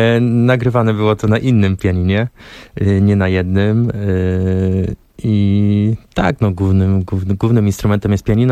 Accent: Szamotuły, Greater Poland Voivodeship, Poland; Żyrardów, Poznań, Szamotuły, moje rodzinne miasto

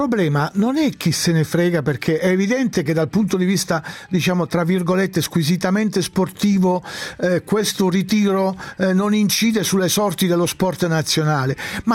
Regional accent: Foggia, Apulia, Italy; born there; essendo io non nato a Vipiteno ma a Foggia, di tutto il sud.

